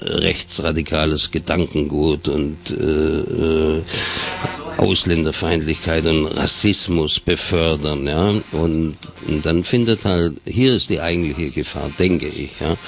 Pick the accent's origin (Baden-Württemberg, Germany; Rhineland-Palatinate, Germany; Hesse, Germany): Baden-Württemberg, Germany; wie man bei uns in Schwabenland gesagt hat